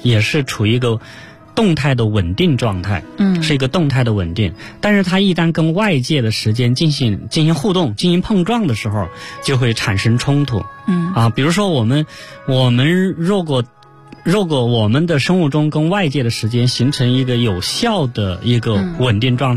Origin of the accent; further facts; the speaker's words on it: China; 但我们中国人都知道，只要一换季，换个节气，我们衣服就要换。